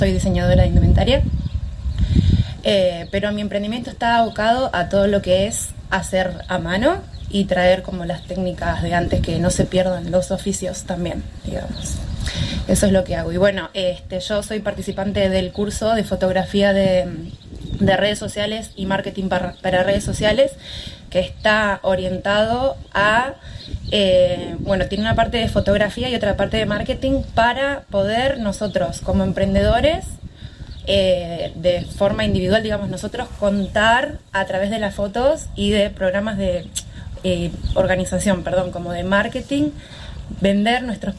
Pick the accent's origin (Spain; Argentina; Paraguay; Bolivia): Argentina; y estar en mi país, la verdad, y seguir apostando. Es difícil, pero yo me siento cómoda emprendiendo en Argentina